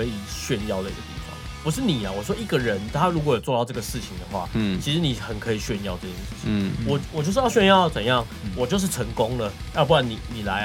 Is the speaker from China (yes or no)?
no; Taipei, Taiwan; 也不是说因为我们是台北人，然后我们是台北团，然后我们就在台北生活